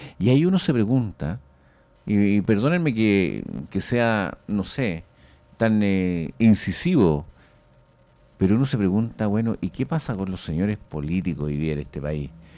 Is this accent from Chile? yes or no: yes; Chile; Pero esa es una labor básica, fundamental, como chileno